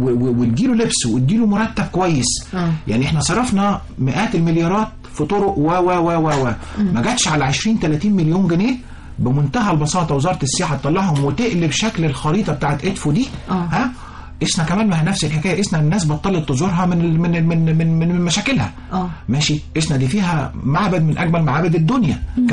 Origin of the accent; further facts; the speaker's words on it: Egypt; كل نقطه عندنا في مصر تجيب لنا ذهب.